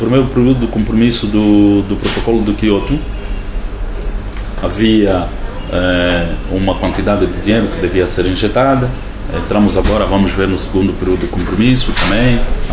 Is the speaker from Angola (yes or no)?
yes; Angola; eu sou angolano, sou …